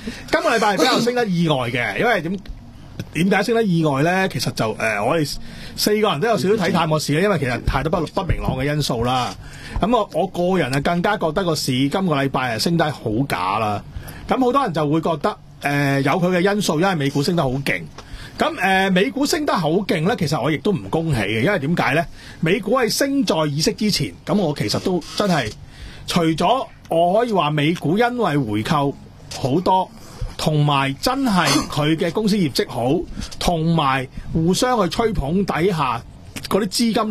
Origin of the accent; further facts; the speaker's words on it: China; 我哋中國人要爭取香港呢個股票市場嘅定價權